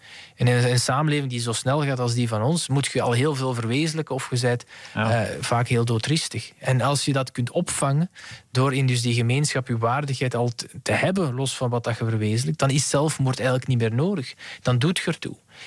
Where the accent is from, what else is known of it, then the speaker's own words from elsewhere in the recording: Belgium; Ja. Zo zijn wij Belgen dan weer.